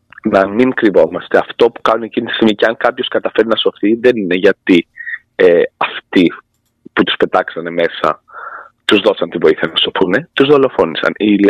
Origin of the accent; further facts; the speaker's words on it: Greece; Και να ντρέπομαι εγώ που είμαι Έλληνας να νιώθω ότι είναι αυτοί καλύτεροι από εμάς, γιατί εγώ είμαι λίγο πατριώτης